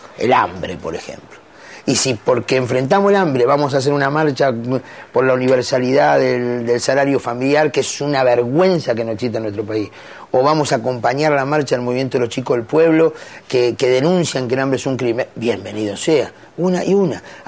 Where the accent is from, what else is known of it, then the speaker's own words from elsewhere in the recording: Argentina; Somos millones los argentinos que queremos cambiar esto.